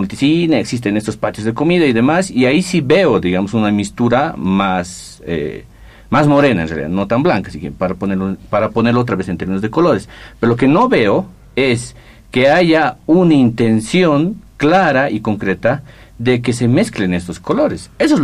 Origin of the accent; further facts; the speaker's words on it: Bolivia; moved away as an adult; me fui de Bolivia a estudiar el posgrado del 2009 y hasta antes de eso me daba cuenta